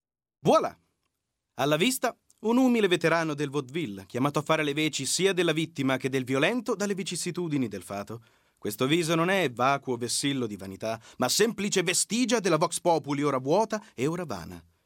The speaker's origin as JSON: {"language": "Italian", "town": "Perugia", "region": "Umbria", "country": "Italy", "said": "E vengo da Perugia."}